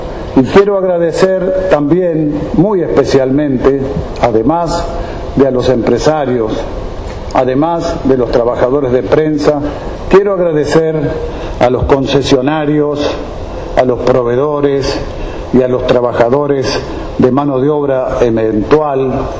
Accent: Santa Fe, Argentina; born there; somos de Santa Fe, estamos en Santa Fe, yo nací en Santa Fe, es una hermosísima ciudad Santa Fe, provincia Santa Fe.

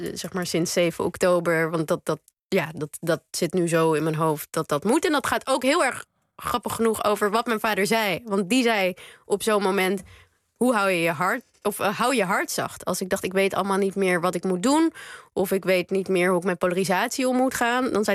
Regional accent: Netherlands; En dat is omdat ik uiteindelijk gewoon wel Nederlands ben. Ik voel me een Nederlander, Joodse Nederlander.

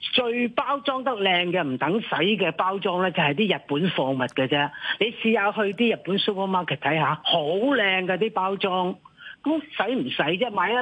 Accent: Hong Kong; 我係土生土長嘅香港人

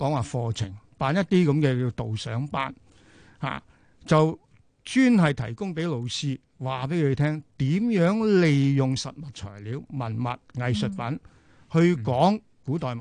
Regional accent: China; 睇到我哋中國人淨係講插花，

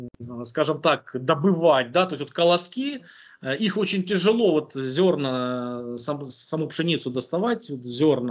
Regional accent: Ukraine; Я говорю, да мне пофиг, говорю, я с Украины.

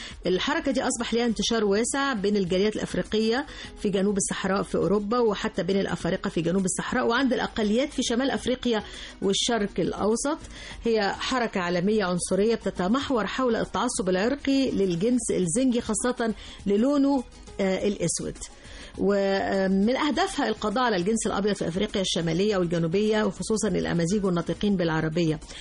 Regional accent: Egypt; نعمق كل ما يخصنا كمصريين بنتعرف على كل حاجة أصلها مصري وبندافع عن أصولنا المصرية وبنحافظ على هويتنا المصرية

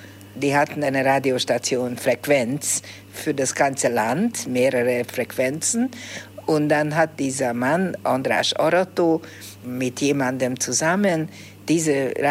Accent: Budapest, Hungary; Ich bin in Budapest aufgewachsen, immer in derselben Wohnung gelebt, von meinem 2. Lebensjahr. Und ich bin ein wirklicher Budapester, glaube ich, eine Budapesterin.

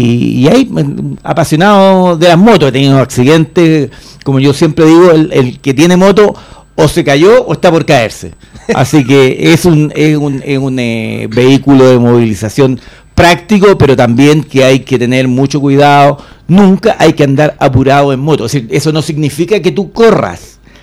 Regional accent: Puente Alto, Santiago Metropolitan Region, Chile; Estudié de kindergarten a cuarto medio en la Escuela Consolidada de Puente Alto, así que soy un puentealtino y lo digo con orgullo. En cualquier parte de Chile donde voy, soy nacido y criado en Puente Alto

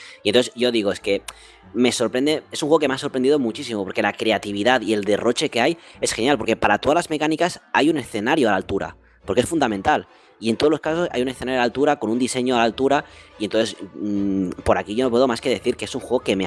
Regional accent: Catalonia, Spain; Yo, como soy catalán, nada

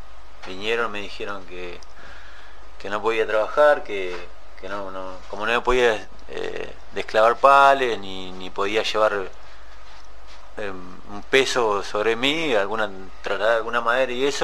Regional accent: Pedro Luro, Buenos Aires Province, Argentina; soy de Pedro Luro. Hace 5 años que estoy privado de mi libertad

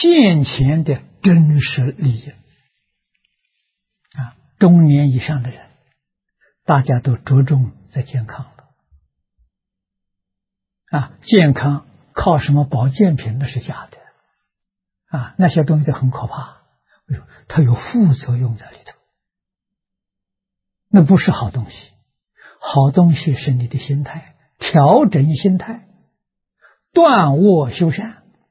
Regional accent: Anhui, China; also born or lived in Nanjing; 我在学校读书，中学读书的时候，啊，在南京，啊，我的家乡是安徽，啊，我一个人在南京

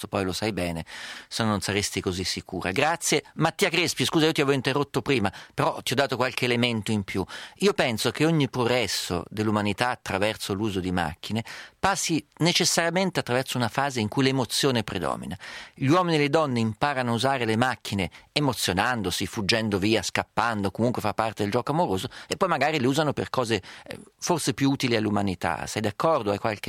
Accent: Umbria, Italy; accent: Perugian; Al mio paese dicono, lo dico in perugino

